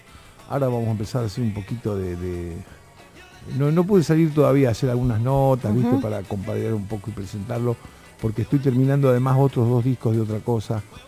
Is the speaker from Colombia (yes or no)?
no; Rosario, Santa Fe, Argentina; Yo a los 10 años, en Rosario, de donde soy